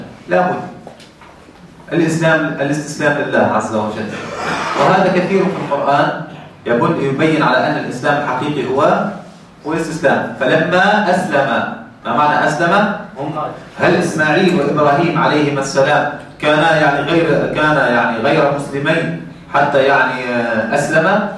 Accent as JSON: {"language": "Arabic", "country": "Tunisia", "said": "خاصة في بلدنا تونس"}